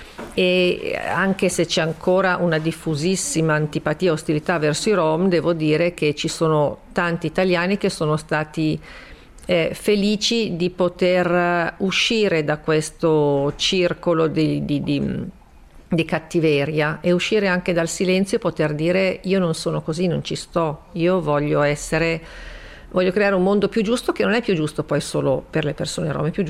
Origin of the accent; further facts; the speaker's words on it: Milan, Lombardy, Italy; io che comunque da milanese. Un po' borghesotta in un certo senso